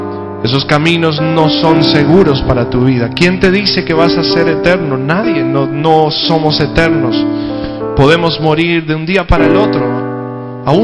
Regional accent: Castelli, Chaco, Argentina; now in Escobar, Argentina; Y hace mucho tiempo vinimos de Chaco, yo soy de Castelli.

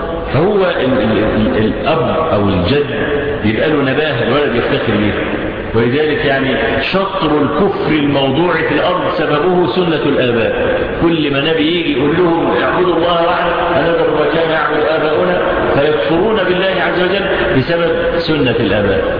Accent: Egypt; احنا عندنا في مصر

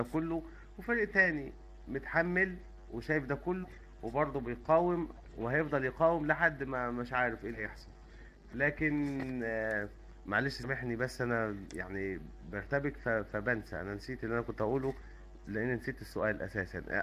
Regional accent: Syria; انا سوري ما بعرفش اتكلم كويس

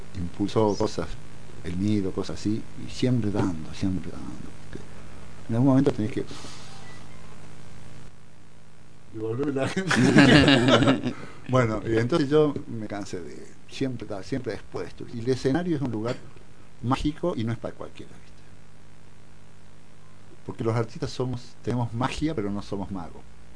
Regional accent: Bella Vista, Argentina; Yo soy de Bella Vista.

